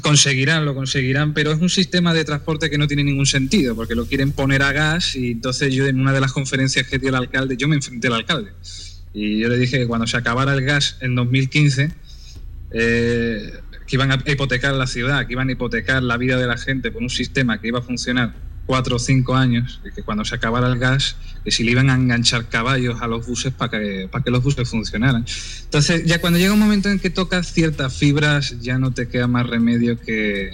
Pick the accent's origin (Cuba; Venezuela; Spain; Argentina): Spain; yo soy español